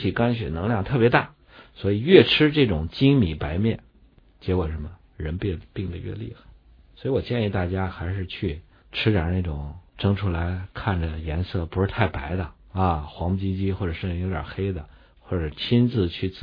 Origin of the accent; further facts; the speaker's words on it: Datong, Shanxi, China; 你像我们老家山西大同那儿呢，一般到阳历这个八月份才收割